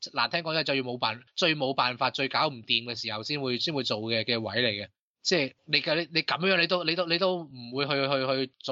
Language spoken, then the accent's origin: Cantonese; Hong Kong; 即系我哋香港人第一样谂系梗系